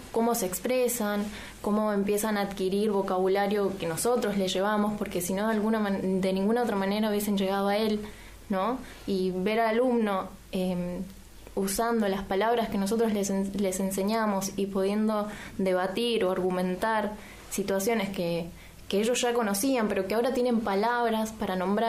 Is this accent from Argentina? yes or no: yes; Mendoza, Argentina; now in San Martín, Argentina; vengo de Mendoza. Y vengo de una escuela privada.